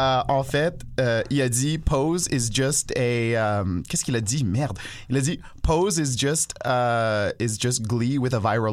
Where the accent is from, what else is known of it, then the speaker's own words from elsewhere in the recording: Toronto, Ontario, Canada; moi j'ai grandi à Toronto. Fait que c'était anglo, puis c'était anglo de la mode torontoise